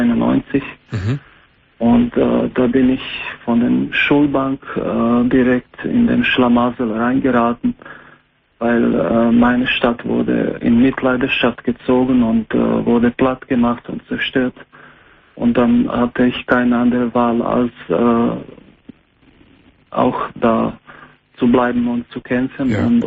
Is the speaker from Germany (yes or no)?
no; Croatia; German is a second language; ich bin 38 und ich komme ursprünglich aus Kroatien.